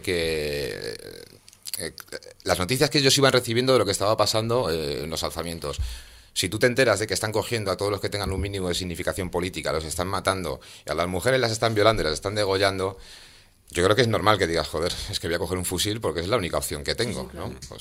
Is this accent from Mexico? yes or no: no; Madrid, Community of Madrid, Spain; Tenemos muchas cosas de las que sentirnos orgullosos como madrileños